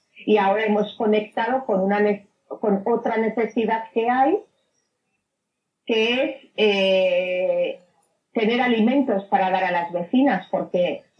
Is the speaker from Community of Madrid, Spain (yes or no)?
yes; Community of Madrid, Spain; yo soy del barrio de San Diego.